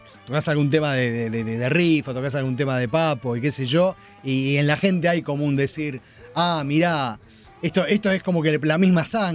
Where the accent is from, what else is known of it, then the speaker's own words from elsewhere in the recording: Argentina; Onda, no, somos argentinos